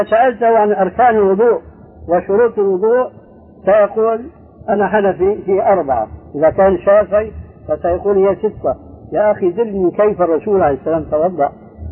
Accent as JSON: {"language": "Arabic", "country": "Syria", "said": "كما يقول عندنا في الشام قشرة بصل"}